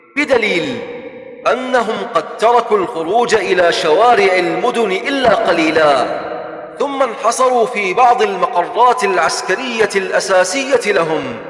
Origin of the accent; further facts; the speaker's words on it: Tal Afar, Nineveh, Iraq; وفي بلدتنا هذه يا شباب، في تل أعفر وصل الحال بهم إلى، تذكرون دورياتهم التي كانت تدخل إلى بعض أحياء المدينة